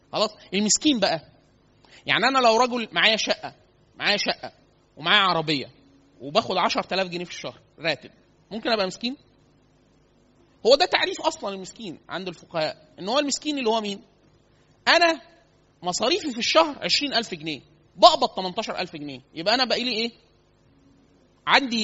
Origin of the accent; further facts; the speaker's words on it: Upper Egypt, Egypt; احنا عندنا في الصعيد كتير سوق الخضار، فسوق كبيرة جدا.